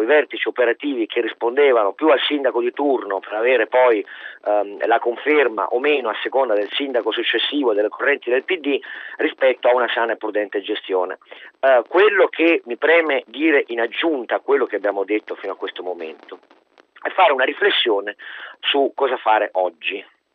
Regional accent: Turin, Piedmont, Italy; io sono torinese

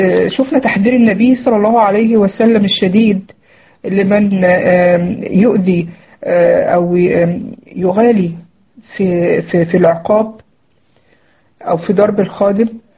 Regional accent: Egypt; وتقولي يعني في لفظنا عندنا في مصر يقولك ايه

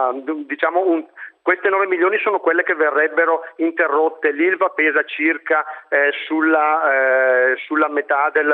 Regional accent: Brescia, Lombardy, Italy; io sono un bresciano più esperto forse di forno elettrico che non di alti forni

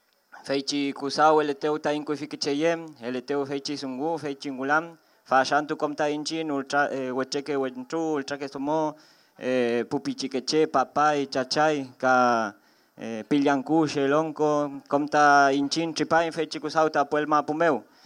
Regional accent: Argentina; vengo del territorio del Puel Mapu, parte del Wal Mapu.

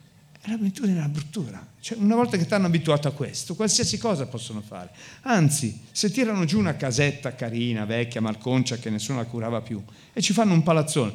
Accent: Milan, Lombardy, Italy; Sono nato a Baggio, quindi ho fatto un bel percorso nella mia vita, ho girato più o meno tutte le periferie di Milano, Grattosoglio, Lambrate, sono stato anche qua in Torricelli per alcuni tempi. Alla fine Giambellino, alla fine sono tornato a Baggio

